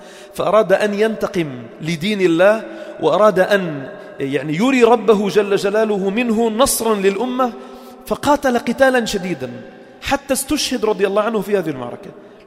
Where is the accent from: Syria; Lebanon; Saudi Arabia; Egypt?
Lebanon; والجيش الأول كان إلى منطقة البقاع عندنا في لبنان